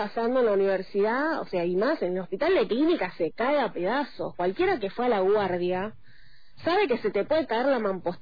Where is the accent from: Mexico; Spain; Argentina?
Argentina; como argentinos estamos cansados del ajuste.